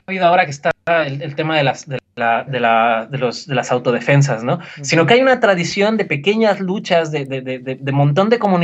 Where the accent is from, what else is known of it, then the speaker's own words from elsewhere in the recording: Mexico; que creo que nos toca mucho a nosotros como mexicanos